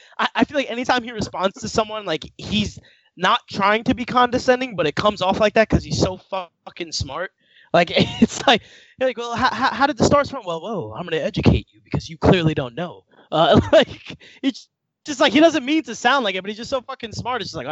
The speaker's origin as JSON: {"language": "English", "town": "New York City", "region": "New York", "country": "United States", "said": "I'm from New York City, so I have."}